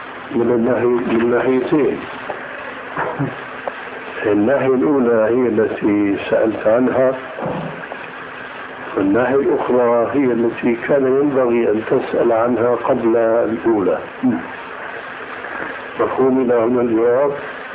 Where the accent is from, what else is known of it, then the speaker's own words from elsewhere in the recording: Syria; أيأتي المثل العام عندنا في سوريا، هذا الميت لا يستحق هذا العزاء.